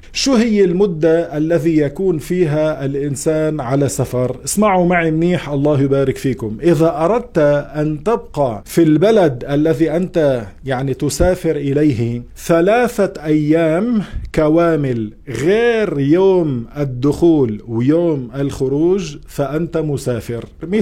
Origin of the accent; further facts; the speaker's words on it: Beirut, Beirut Governorate, Lebanon; now in Montreal, Canada; مثل حالتي، مثلا أنا من بيروت، إذا أنا مستوطن في بيروت